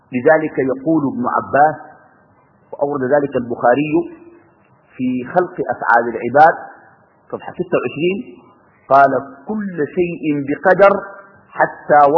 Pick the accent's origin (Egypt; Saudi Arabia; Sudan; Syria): Sudan; وإن أنا آتي من السودان ونلتقي في هذه الساعة